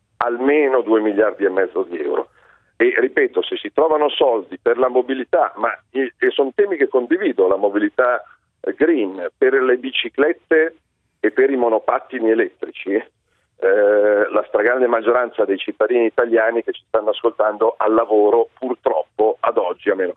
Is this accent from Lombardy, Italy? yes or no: yes; Lombardy, Italy; perché io non capisco da italiano, non da lombardo, da italiano